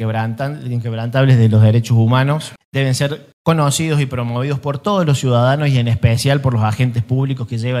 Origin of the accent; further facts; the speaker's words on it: Córdoba, Argentina; la herencia democrática que tenemos como cordobeses, como argentinos